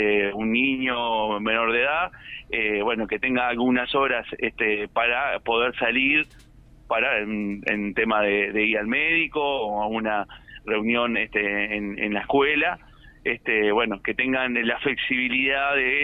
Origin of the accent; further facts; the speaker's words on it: Uruguay; que si no tenemos como uruguayos ese aporte concentrado en el BPS